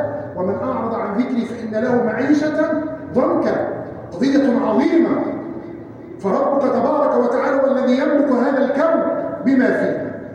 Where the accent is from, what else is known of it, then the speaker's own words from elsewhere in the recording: Egypt; اللهم احفظ بلادنا مصر من الفتن ما ظهر منها وما بطن